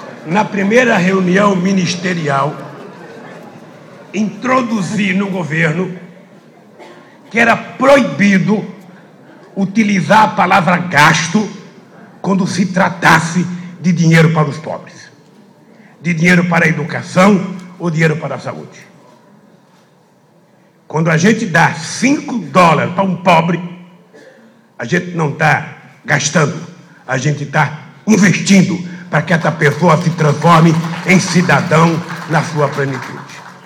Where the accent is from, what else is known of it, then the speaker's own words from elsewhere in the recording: Pernambuco, Brazil; eu trazia na minha vida a experiência de um retirante nordestino, sou de Pernambuco, sabe, que passou fome.